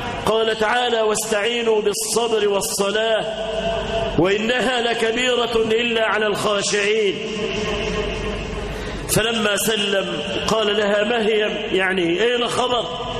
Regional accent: Egypt; اللهم اجعل بلدنا مصر آمنة مطمئنة

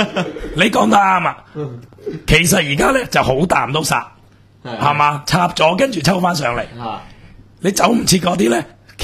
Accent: Hong Kong; 我哋香港人

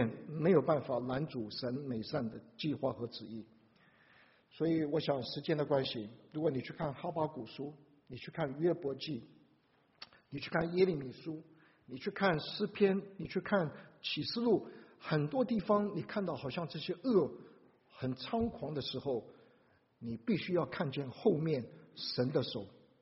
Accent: Taiwan; 你们在座大部分都中国大陆来，我是台湾来的

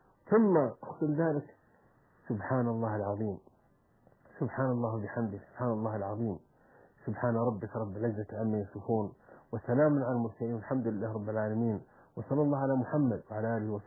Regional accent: Saudi Arabia; عندنا في السعودية

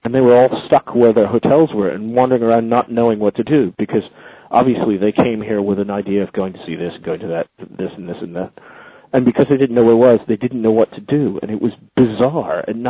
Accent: United States; now in London, United Kingdom; I'm an American who lives in London, who uses English expressions and has been here over half my life.

